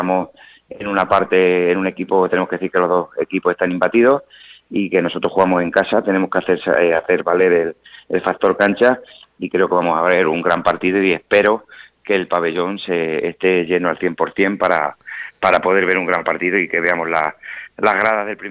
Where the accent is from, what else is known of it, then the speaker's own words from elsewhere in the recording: Talavera de la Reina, Castilla-La Mancha, Spain; y queremos ver ganar a nuestro equipo, que para eso somos socios y somos gente de Talavera.